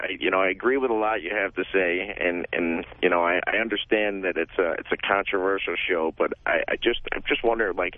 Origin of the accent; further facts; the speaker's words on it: Syracuse, New York, United States; now in Los Angeles, United States; Syracuse.